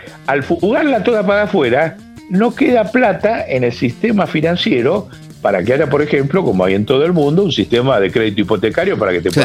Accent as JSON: {"language": "Spanish", "country": "Argentina", "said": "Segundo tema en que nos tenemos que formar como argentinos."}